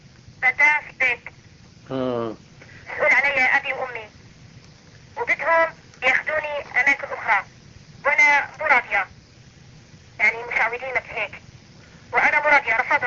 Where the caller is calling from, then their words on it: Libya; انا من ليبيا بتكلم